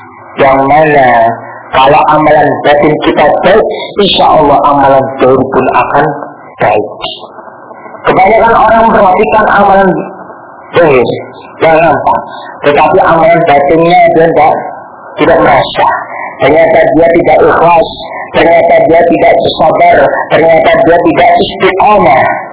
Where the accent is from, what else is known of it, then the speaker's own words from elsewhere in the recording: Surabaya, East Java, Indonesia; Ya, kalau saya aslinya Surabaya, kalau di Surabaya itu ada namanya Kampung Doli.